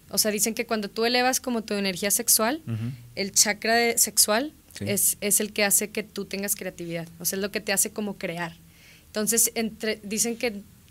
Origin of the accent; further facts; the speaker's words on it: Mexico; yo soy mexicana